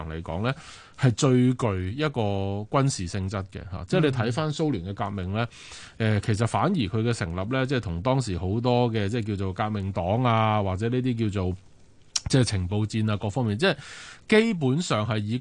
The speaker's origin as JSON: {"language": "Cantonese", "country": "China", "said": "我哋係中國人"}